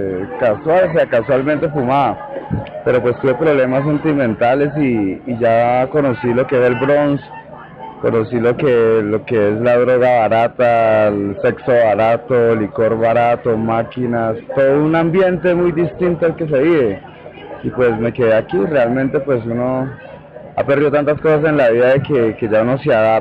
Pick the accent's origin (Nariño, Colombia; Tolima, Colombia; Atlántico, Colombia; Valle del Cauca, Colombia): Tolima, Colombia; Yo soy tolimense.